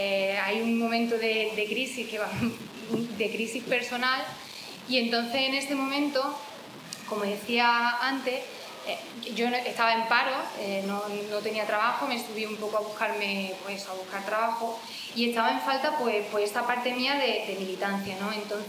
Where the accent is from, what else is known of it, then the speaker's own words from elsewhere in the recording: Jaén, Andalusia, Spain; yo vengo de Jaén, quizás se me nota un poco por el acento, yo vengo de Jaén y en Jaén estaba militando en un colectivo feminista que se llama Comando Sororidad.